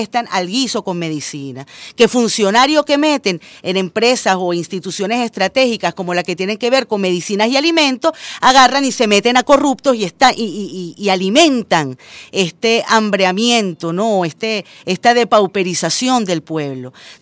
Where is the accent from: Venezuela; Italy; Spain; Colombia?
Venezuela